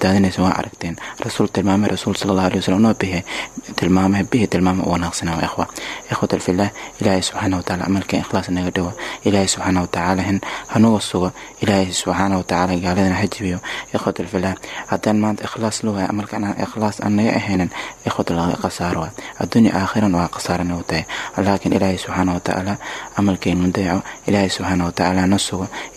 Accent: Kunbaro, Lower Shabelle, Somalia; born there; meesha aan ku dhashay Shabeelaha Hoose gaar ahaan deegaanka Kuunbaro beesh aan ku soo jeedo waa beesh tuna gaar ahaan Hajooba

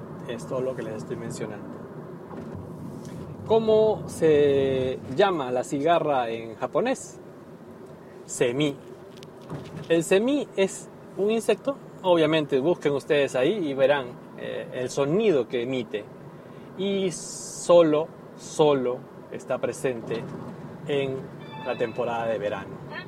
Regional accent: Peru; Por lo menos en mi país, en Perú, que yo recuerde, ningún verano he escuchado

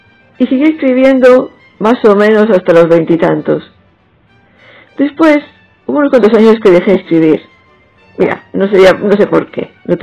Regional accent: Barcelona, Catalonia, Spain; Soy de Barcelona y en esa ciudad se ha desarrollado toda mi vida. Aunque tengo sangre manchega por parte de padre y gallega por parte de madre. Estudié informática, más concretamente programación

